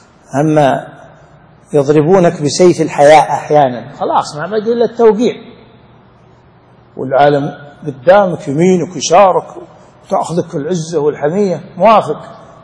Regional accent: Saudi Arabia; طبعا عندنا في السعودية مثل عن غيرنا

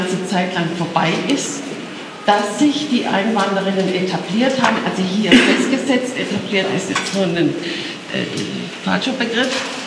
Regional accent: Berlin, Germany; ich komme aus Berlin.

